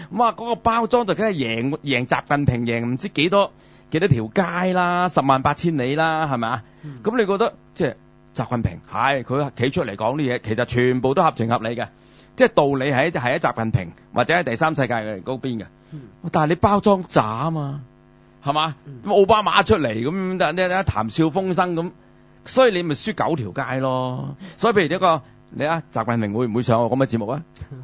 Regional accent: Guangdong, China; 即系唔同我哋广东人嗰啲拼音嗰啲传统嘅

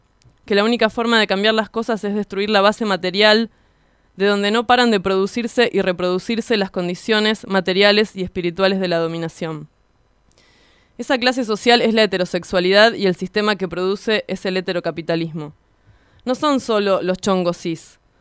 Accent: Hurlingham, Buenos Aires Province, Argentina; Estamos en Radionauta 106.3. … de Hurlingham.

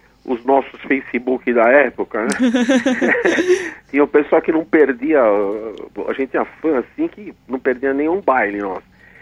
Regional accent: São Paulo, Brazil; nós somos uma banda de São Paulo, né, da capital paulista aqui, né? Somos de São Paulo mesmo, todos nós somos paulistas, paulistanos

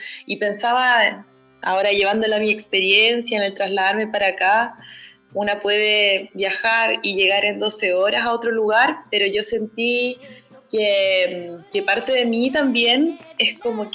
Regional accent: Paillaco, Los Ríos, Chile; Bueno, yo soy de Paillaco, ya ustedes lo saben

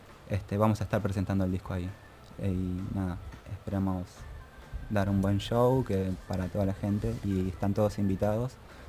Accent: San Telmo, Buenos Aires, Argentina; yo soy de acá, de San Telmo.

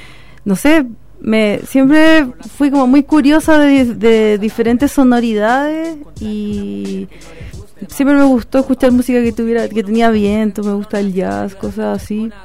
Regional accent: Santiago Metropolitan, Chile; yo soy de Gran Avenida.

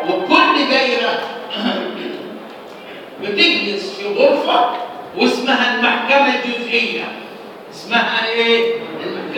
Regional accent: Egypt; فهمنا أن درجات المحاكم عندنا في مصر على طبقتين

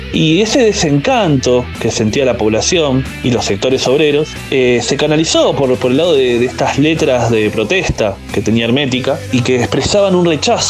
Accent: La Matanza, Buenos Aires Province, Argentina; En mi caso yo soy alguien que soy de La Matanza, municipio de la provincia de Buenos Aires, que está en el conurbano.

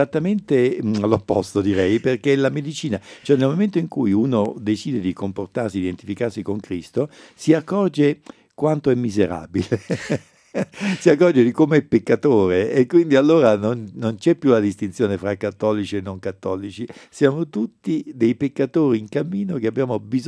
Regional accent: Naples, Campania, Italy; io sono un napoletano e a Napoli il lavoro si dice faticare

